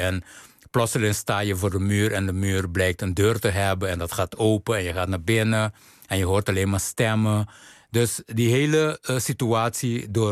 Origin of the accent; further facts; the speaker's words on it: Curaçao; ik ben op Curaçao geboren, opgegroeid.